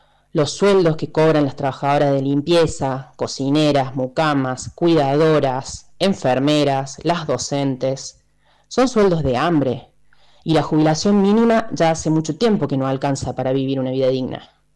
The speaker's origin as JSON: {"language": "Spanish", "town": "Villa Carlos Paz", "region": "Córdoba", "country": "Argentina", "said": "soy de Carlos Paz"}